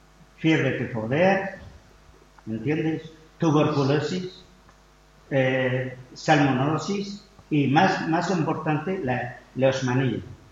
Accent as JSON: {"language": "Spanish", "country": "Syria", "second_language": "Spanish", "lives_now": "Spain", "said": "Pero nosotros como sirios aquí en España, ¿entiendes? Que aunque somos españoles"}